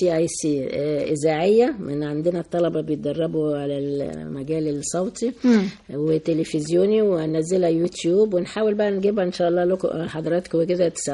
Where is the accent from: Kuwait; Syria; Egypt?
Egypt; و في اثناء الثوره عندنا في مصر يعني